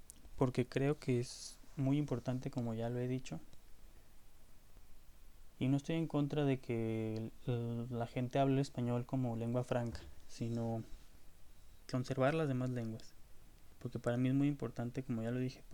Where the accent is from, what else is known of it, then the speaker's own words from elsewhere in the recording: Mexico; sí somos mexicanos y no simples descendientes culturales de España y de los españoles.